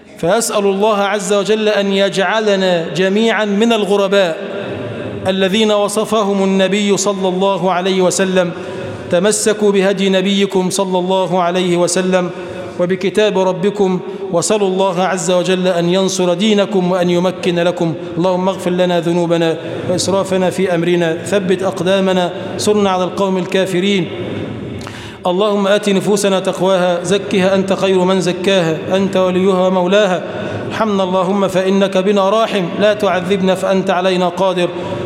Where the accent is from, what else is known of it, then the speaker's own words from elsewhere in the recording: Egypt; اللهم اجعل بلدنا مصر بلدًا آمنًا مطمئنًا